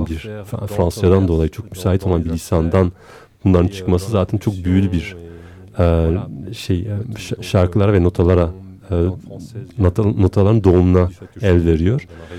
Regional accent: Belgium; Belçika'da doğup büyüdüm ve Fransızcaki sohbette ben belirtmiş olduğum gibi ben bir Türk mahallesinde büyümedim. İtalyanların, daha doğrusu Sicilyalıların, İspanyolların, Belçikalıların olduğu bir mahallede büyüdüm.

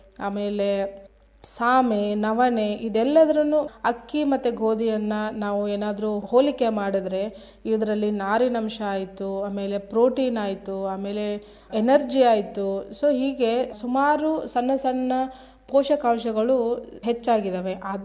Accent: Karnataka, India; ಮೊದಲಿಗೆ ನಿಮಗೆಲ್ಲ ಗೊತ್ತು, ನಾವು ಉತ್ತರ ಕರ್ನಾಟಕದವರು

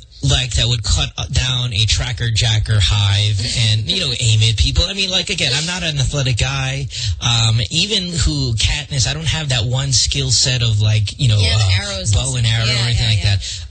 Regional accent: Central Luzon, Philippines; Growing up in Bulacan, And in Bukawi, where we're from, we have a lot of fireworks.

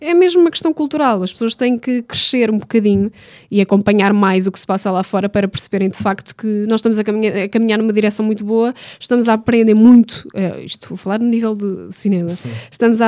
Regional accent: Portugal; tanto que eu sou portuguesa e inglesa, portanto não vou pôr isso em questão

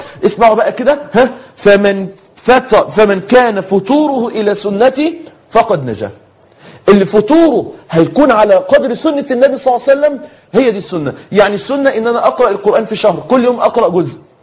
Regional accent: Egypt; أنت عارفين المثل اللي بيتقال عندنا في مصر كده

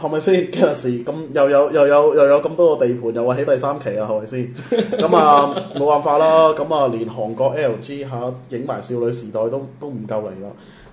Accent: Macau; 咁其實我當然係澳門人啦

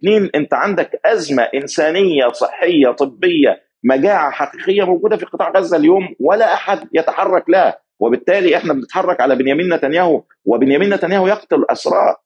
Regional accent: Egypt; يعني أنا مصري في الأول والآخر

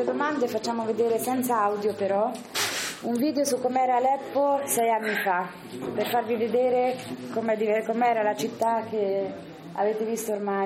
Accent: Marche, Italy; Io che vengo dalle Marche

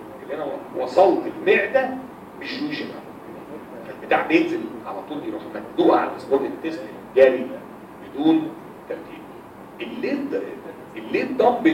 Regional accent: Egypt; البيبسي على فكره عندنا في مصر عباره عن ميه سكر

